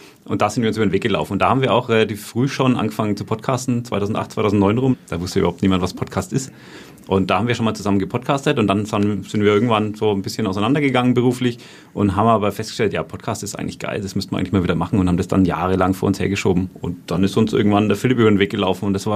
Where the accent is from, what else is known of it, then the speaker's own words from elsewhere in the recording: Bavaria, Germany; accent: Franconian; Ich muss auch hier total aufpassen, dass ich nicht in meinen fränkischen Dialekt verfall.